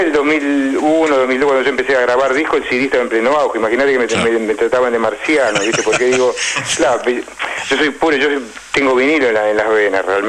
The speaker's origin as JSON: {"language": "Spanish", "country": "Argentina", "said": "como argentino, yo me incluyo, porque soy argentino"}